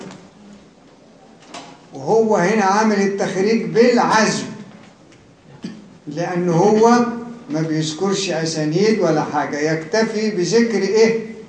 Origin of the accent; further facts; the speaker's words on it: Cairo, Cairo Governorate, Egypt; أما دي اللي أنا فيها من القاهرة.